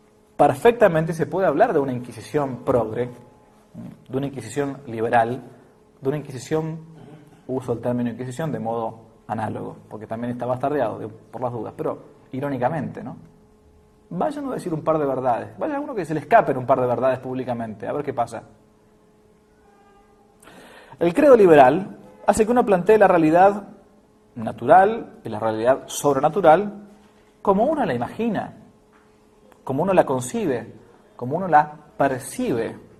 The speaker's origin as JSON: {"language": "Spanish", "country": "Argentina", "said": "que en realidad era lo que uno ha mamado como argentino."}